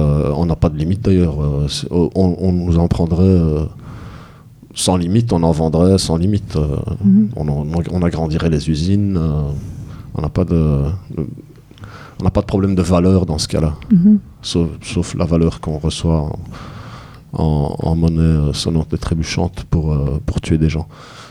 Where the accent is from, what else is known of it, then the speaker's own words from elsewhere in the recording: Belgium; Ah oui, mais bon, je suis belge, je suis à Bruxelles, je parle de ce que je connais le plus proche de moi.